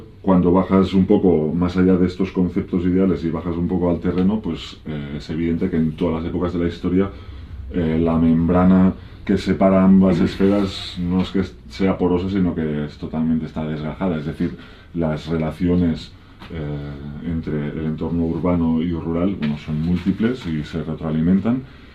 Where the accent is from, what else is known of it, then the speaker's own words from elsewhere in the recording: Barcelona, Catalonia, Spain; yo me crié en Barcelona y hace unos 20 años, ahora 20 años, que vivo en entornos de montaña, pues en núcleos abandonados, sobre todo por el Pirineo, aunque también viví unos años en las montañas de Prades, en el interior de Tarragona.